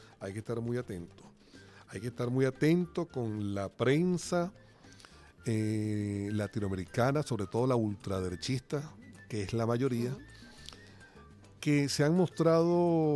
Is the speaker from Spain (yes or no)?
no; Venezuela; yo como venezolano, cuando oí la noticia, no sé, mi ego está como elevado.